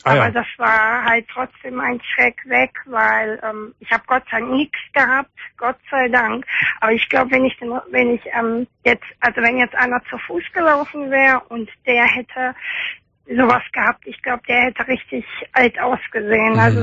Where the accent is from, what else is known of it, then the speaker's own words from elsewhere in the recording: Oberhausen, North Rhine-Westphalia, Germany; Ich komme aus Oberhausen.